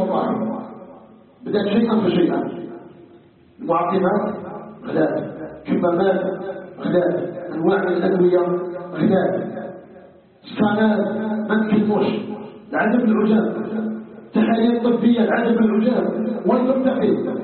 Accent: Algeria; عموما وفي بلدنا الجزائر بصفة خاصة

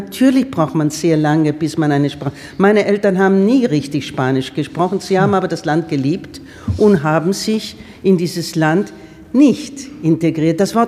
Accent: Turkey; German is a second language; Ich bin Türke und ich bleibe Türke und ich rede aber gerne Deutsch

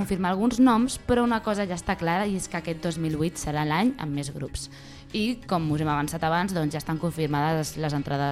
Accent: L'Hospitalet de Llobregat, Catalonia, Spain; Jo soc d'Hospitalet

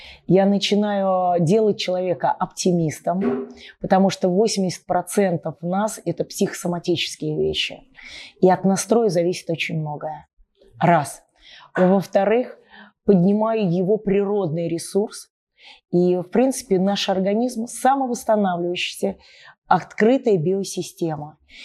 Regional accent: Nizhny Novgorod, Nizhny Novgorod Oblast, Russia; я из Нижнего Новгорода

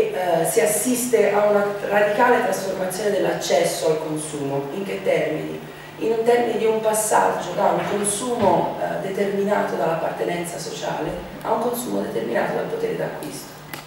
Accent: Florence, Tuscany, Italy; vengo dall'Università di Torino, ma in realtà sono di Firenze, come probabilmente sentirete.

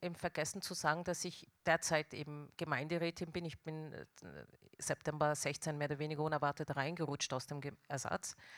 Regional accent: Tyrol, Austria; ich bin in Tirol aufgewachsen mit all den Vor- und Nachteilen.

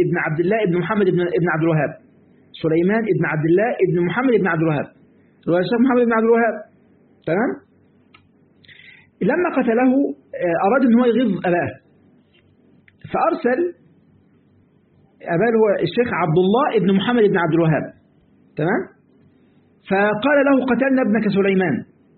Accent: Egypt; من الفوائد في بعض الكلمات عندنا في مصر يقول لك أنا عملت كذا والباقي على ربنا

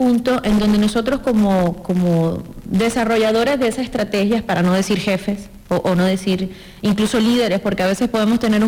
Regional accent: Venezuela; Sí, soy venezolana, de ahí el acento.

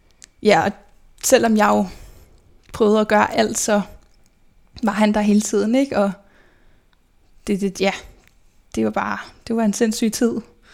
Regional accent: Albertslund, Capital Region of Denmark, Denmark; jeg er født og opvokset i Albertslund. Sammen med min mor, min far og min storebror, som er 8,5 år ældre end mig.

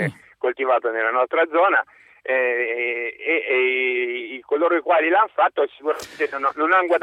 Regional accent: Cortona, Tuscany, Italy; Dunque, io sono di Cortona, Val di Chiana, e sono agricoltore.

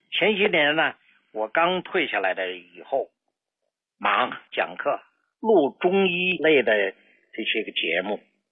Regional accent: Hujiazhuang, China; 这在胡家庄，我的老家，就已经非常不错了。

